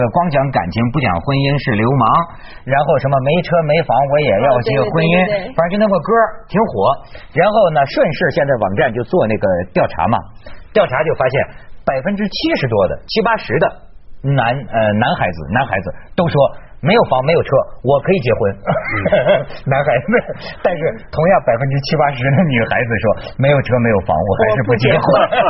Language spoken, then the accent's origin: Chinese; Hebei, China; 我们河北人还是很有功德的